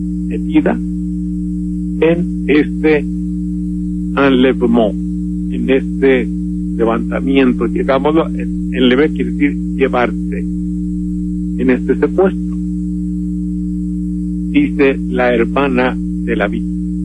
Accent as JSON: {"language": "Spanish", "country": "Mexico", "said": "a nosotros nos lastima y nos hiere como mexicanos"}